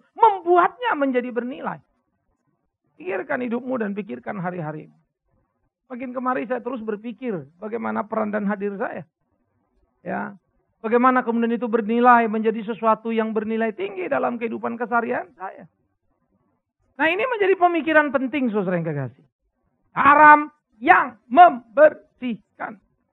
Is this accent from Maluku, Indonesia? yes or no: no; Pematangsiantar, North Sumatra, Indonesia; Setiap tanggal 26 pasti saya sudah ada di Sumatera, di Siantar.